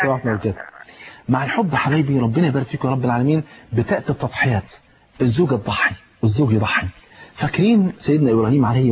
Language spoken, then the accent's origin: Arabic; Egypt; زي بيقولوا يعني في المثل عندنا في مصر